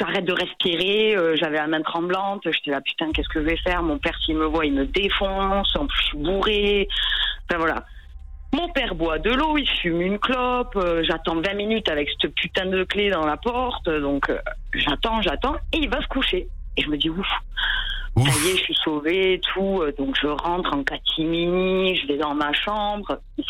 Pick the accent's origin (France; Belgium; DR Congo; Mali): France; Toulouse, Occitanie; Donc j'avais 13 ans et et en fait moi je viens de Toulouse